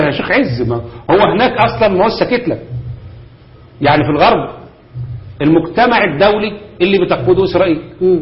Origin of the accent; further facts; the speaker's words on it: Egypt; انا واثق جدا جدا ان المخابرات عندنا في مصر